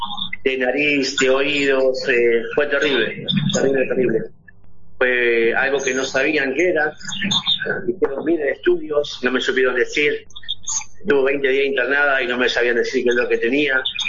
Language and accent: Spanish; Boulogne, Buenos Aires Province, Argentina; Vanessa es mi esposa. Realmente ya está pasando un momento muy delicado. Nosotros somos de Buenos Aires, Argentina, más específicamente de Boulogne.